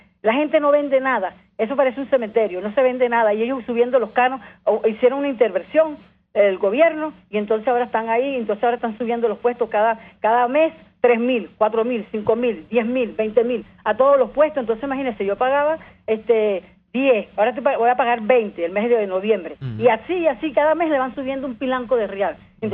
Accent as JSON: {"language": "Spanish", "town": "Puerto La Cruz", "region": "Anzoátegui", "country": "Venezuela", "said": "En la Cuarta República, yo estaba pequeña y mis calles, yo soy de Oriente, de Puerto La Cruz, esas calles las arreglaron siempre."}